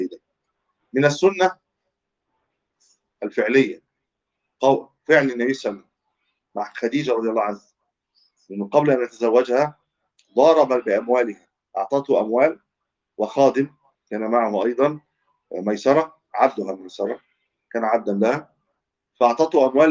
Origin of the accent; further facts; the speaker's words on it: Egypt; هو مشهور عندنا في مصر بالمضاربة أيضا